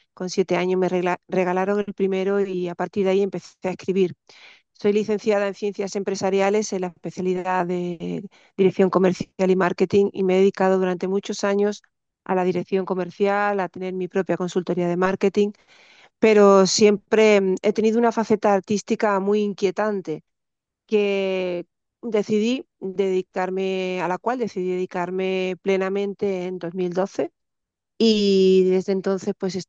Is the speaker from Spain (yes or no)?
yes; Málaga, Andalusia, Spain; now in Mijas, Spain; soy malagueña, vivo en una población junto al mar que se llama Mijas. La Costa del Sol.